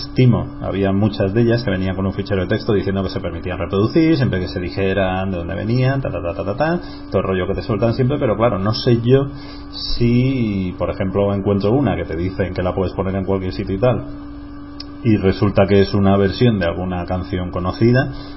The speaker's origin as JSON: {"language": "Spanish", "town": "Alicante", "region": "Valencian Community", "country": "Spain", "said": "yo soy de Alicante"}